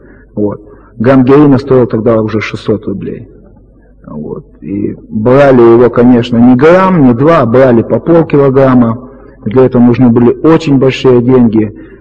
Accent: Krasnoyarsk Krai, Russia; Я сам из Сибири, это юг Красноярского края, по национальности я китаец.

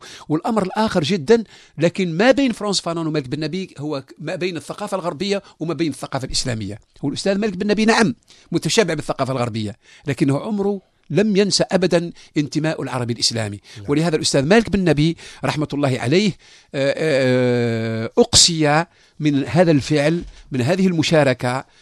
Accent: Algeria; كلنا كجزائريين أن نستمع إلى بعضنا البعض

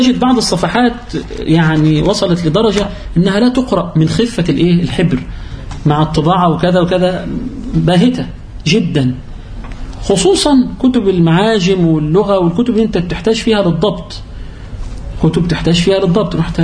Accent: Egypt; لأن لهم منافذ بيع في عندنا في مصر

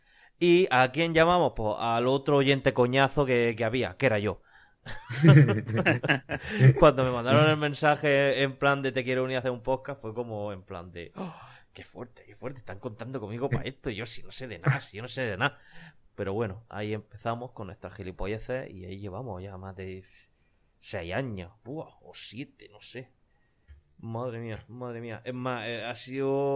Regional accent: Region of Murcia, Spain; Este año podré ir, podré decir, yo soy el murciano.

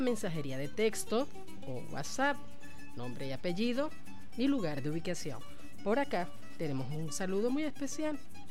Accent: Barcelona, Anzoátegui, Venezuela; sé que muchísima gente está en sintonía en Barcelona, Estado Anzoátegui, mi tierra natal, vayan y disfruten de esta actividad dedicada a José Antonio Anzoátegui, nuestro héroe epónimo.

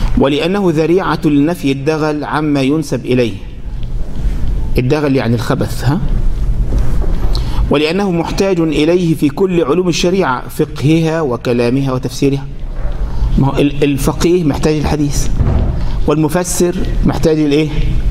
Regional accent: Egypt; مش زي واحد عندنا في مصر

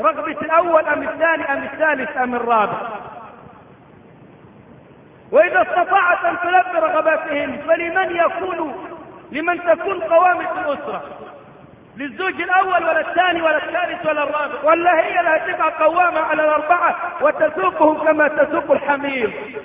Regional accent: Egypt; ليس عندنا في مصر الدولة النايمة اصل النمية

